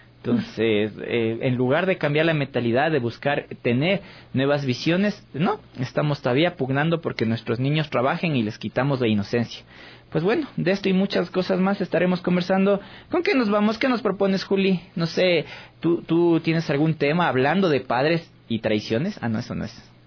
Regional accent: Ecuador; Quito parece un día cívico porque solo falta que estén más banderas por las calles para decir que somos ecuatorianos y nos sentimos orgullosos de ser ecuatorianos.

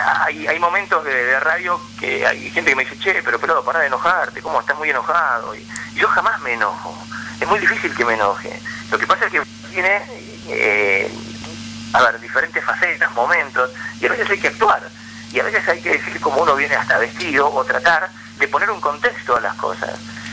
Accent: La Plata, Buenos Aires Province, Argentina; ¿cómo puede ser que siendo un pibe de La Plata la gente después te siga tanto?

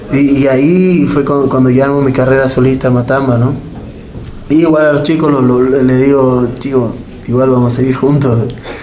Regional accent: Bolivia; also born or lived in Buenos Aires, Argentina; Aunque no nací en Bolivia, pero soy criado acá hace como 20 años, nací en Buenos Aires, en Argentina.

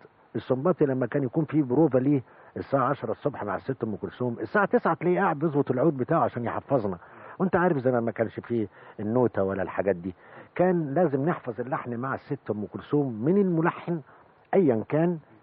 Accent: Egypt; لأن إحنا كناس مصريين بصراحة، يعني نتكلم بصراحة

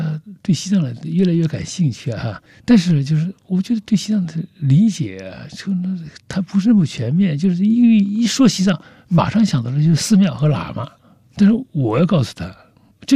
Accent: Jiangxi, China; now in Lhasa, China; 只有那个春节的时候又回到我的老家江西

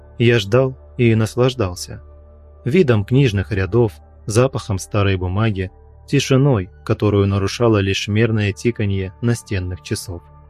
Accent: Bryansk, Bryansk Oblast, Russia; Я родился в Брянске, живу здесь всю жизнь и люблю свой город.

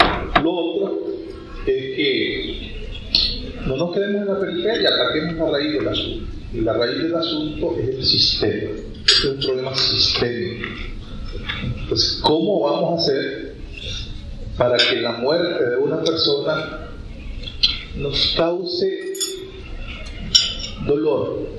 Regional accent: Nicaragua; somos nicaragüenses porque comemos la catamar

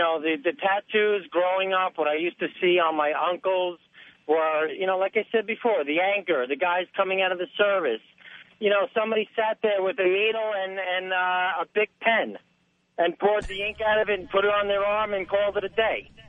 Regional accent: East Coast, United States; now in Los Angeles, United States; I'll tell you what I tell people out here since I am from the East Coast.

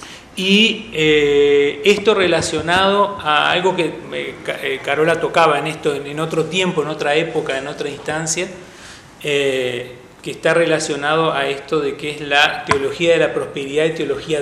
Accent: Uruguay; somos la Suiza de América, creemos que nada nos va a tocar

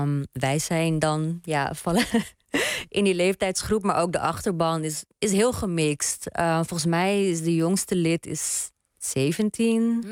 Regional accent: Netherlands; ik denk ook opgroeiende als Hindoestaanse en queer persoon in een land als Nederland, een westers land.

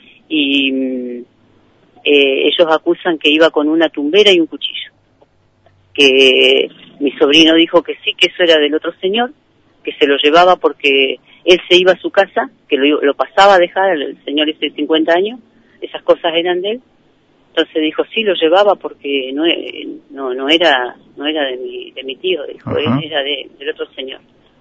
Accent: Allen, Río Negro, Argentina; yo no lo conozco porque yo soy de Allen.

